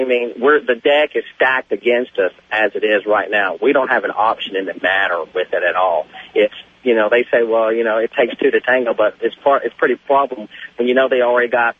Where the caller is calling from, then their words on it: Dallas, Texas, United States; I'm calling you from Dallas.